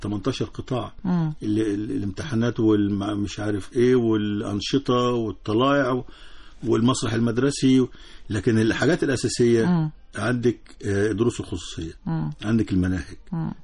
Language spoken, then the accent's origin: Arabic; Egypt; عندنا في مصر 62,000 مدرسة رقم خرافة 62,000 مدرسة